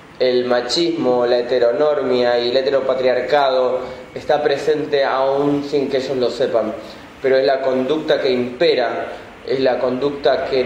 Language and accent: Spanish; Merlo, Buenos Aires Province, Argentina; Tengo 36 años, soy de conurbano, soy del CONU, de Merlo, del barrio de Libertad.